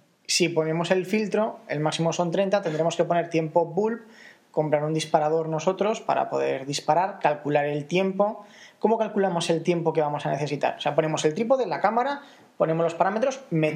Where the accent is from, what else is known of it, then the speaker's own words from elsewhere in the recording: Zaragoza, Aragon, Spain; porque nosotros somos de Zaragoza